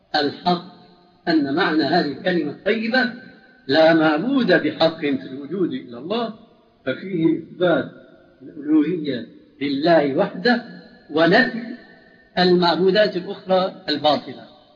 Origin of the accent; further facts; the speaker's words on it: Syria; المدفون عندنا في سوريا